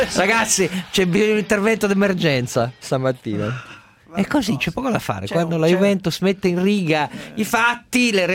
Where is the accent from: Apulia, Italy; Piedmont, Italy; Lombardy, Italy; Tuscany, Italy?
Piedmont, Italy; da piemontese, lasciatemi ricordare